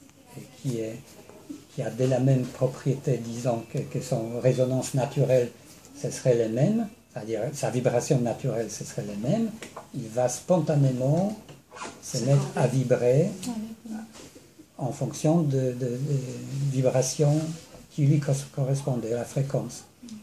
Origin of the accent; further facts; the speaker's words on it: Poland; Je suis polonais, donc il y a des gens qui se débrouillent avec l'alcool là-bas.